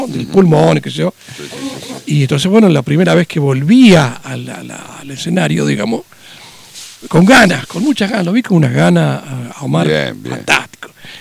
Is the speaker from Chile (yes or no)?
no; Concordia, Entre Ríos, Argentina; Porque somos de Concordia.